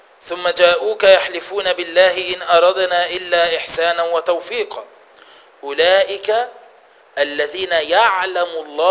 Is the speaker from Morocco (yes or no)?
no; Egypt; إحنا بنطبق عندنا في مصر في الحكم وفي القضاء القانون الفرنسي